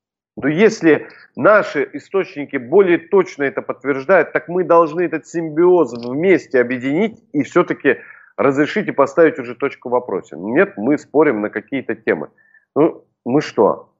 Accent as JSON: {"language": "Russian", "region": "Krasnoyarsk Krai", "country": "Russia", "tie": "born or raised there", "said": "А я, представляешь, вырос на Крайнем Севере, на полуострове Таймыр."}